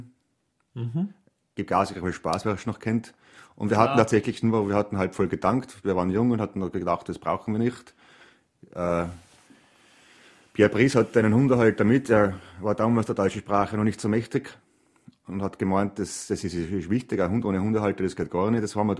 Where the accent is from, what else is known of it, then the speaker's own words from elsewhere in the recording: Trentino-Alto Adige, Italy; obwohl ich ein einfacher Mensch aus den Bergen bin, aus den Südtiroler Bergen, ich bin sehr stolz darauf